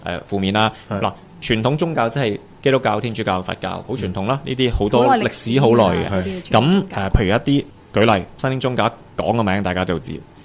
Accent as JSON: {"language": "Cantonese", "country": "Hong Kong", "said": "咁可能我哋香港人會執生執得快啲"}